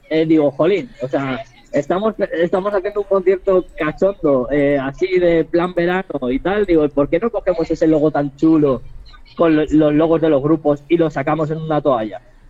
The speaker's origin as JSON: {"language": "Spanish", "town": "Valencia", "region": "Valencian Community", "country": "Spain", "said": "estuvieron tocando en mi tierra, estuvieron tocando en Valencia"}